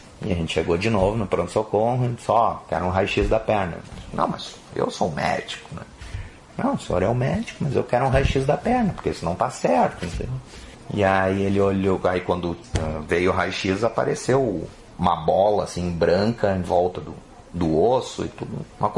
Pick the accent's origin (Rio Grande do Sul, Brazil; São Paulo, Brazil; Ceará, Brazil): Rio Grande do Sul, Brazil; Estrela; eu sou natural de Estrela, só que eu estudava em Estância Velha no Senai. Então eu ficava durante a semana em Estância Velha e só voltava para casa final de semana.